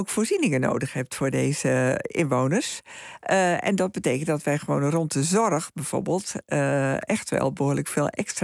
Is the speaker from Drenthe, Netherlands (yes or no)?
yes; Drenthe, Netherlands; moved away as an adult; Ik ben zelf ook opgegroeid in Drenthe. Ik ben daar zelf een voorbeeld van. Ik ben ook naar het westen verhuisd na mijn studie. En ik ben nu weer terug.